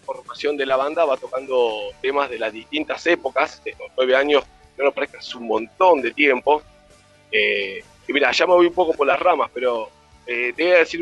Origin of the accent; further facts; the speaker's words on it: Buenos Aires, Argentina; Yo soy de Capital Federal.